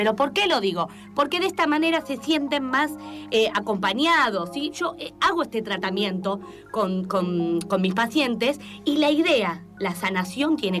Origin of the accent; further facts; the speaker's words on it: Argentina; Resulta que cada vez somos menos argentinos, ¿sí?